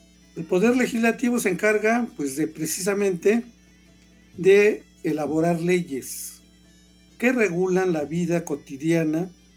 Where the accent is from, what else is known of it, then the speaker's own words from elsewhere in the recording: Mexico; por quienes somos mexicanos y quienes nos encontramos también en el territorio